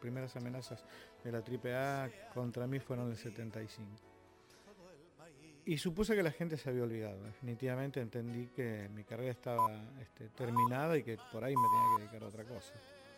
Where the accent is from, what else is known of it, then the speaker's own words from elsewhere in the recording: Argentina; creo que como muchos argentinos que tuvieron que sufrir estas circunstancias, en base a la esperanza.